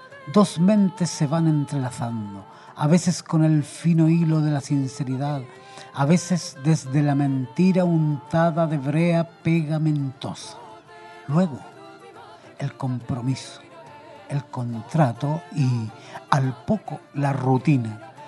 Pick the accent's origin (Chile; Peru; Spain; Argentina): Chile; Bueno, yo soy chileno, ¿no? En Chile dicen, están arriba de la pelota.